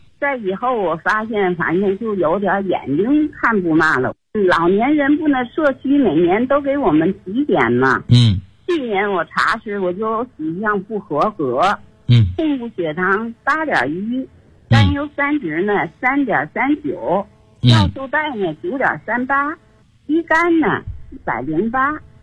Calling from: Tianjin, China; 我是天津的。今年78岁。

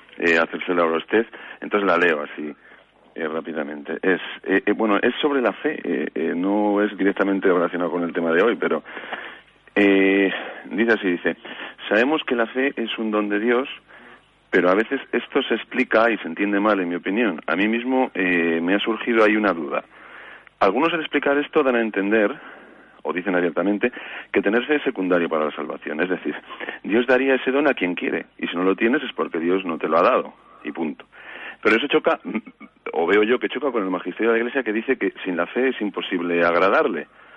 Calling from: Vitoria, Basque Country, Spain; de Vitoria.

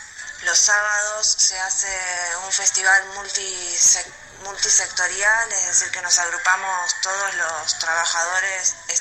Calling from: Lago Puelo, Chubut, Argentina; las escuelas acá, por lo menos en Lago Puelo, no están en silencio, no están vacías.

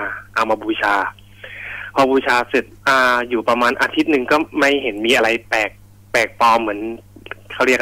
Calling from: Si Racha, Chonburi, Thailand; ตอนนี้พักอยู่แถวศรีราชครับ

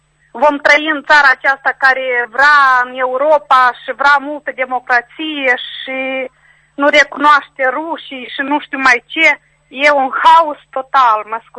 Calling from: Strășeni, Strășeni District, Moldova; din Strășeni.

